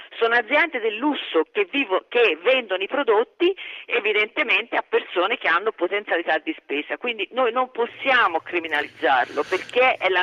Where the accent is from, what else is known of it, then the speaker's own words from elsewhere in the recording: Florence, Tuscany, Italy; Firenze, che è la città, lo dico da fiorentina, più bella del mondo